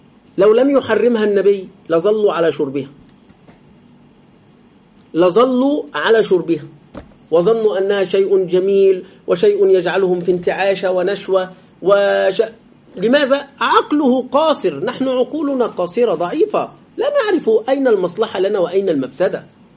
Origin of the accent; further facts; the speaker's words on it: Egypt; ويريدون تقليد الغرب في بلادنا مصر